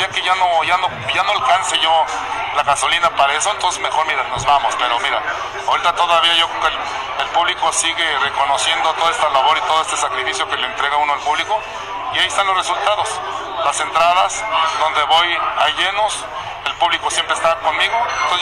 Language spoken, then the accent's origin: Spanish; Guadalajara, Jalisco, Mexico; Yo soy de Jalisco, ahora sí dice la canción, soy de Jalisco, soy de Guadalajara.